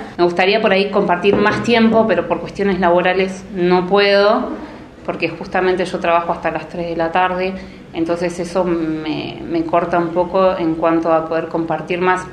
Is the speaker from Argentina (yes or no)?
yes; Bariloche, Río Negro, Argentina; No soy de Buenos Aires, soy nacida y criada en Bariloche. Soy una NIC. Vivo en la parte del Alto, en el barrio Levalle. Me crié toda la vida ahí.